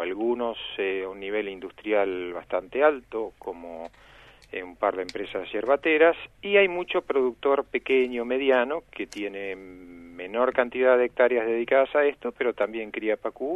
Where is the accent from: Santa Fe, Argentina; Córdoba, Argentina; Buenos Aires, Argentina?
Santa Fe, Argentina; Rosario; born there; Yo pescaba pacú cuando era chico, porque soy nacido en Rosario.